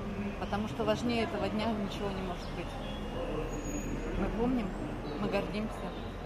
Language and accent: Russian; Sevastopol, Ukraine; Я сама из Севастополя. Это город-герой.